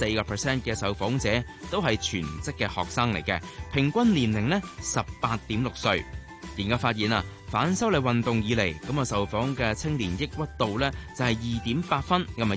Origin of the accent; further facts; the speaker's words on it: Hong Kong; 我哋香港人